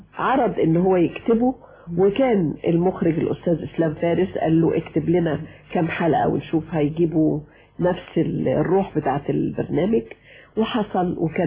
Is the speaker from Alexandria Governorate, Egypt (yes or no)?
yes; Alexandria, Alexandria Governorate, Egypt; born or raised there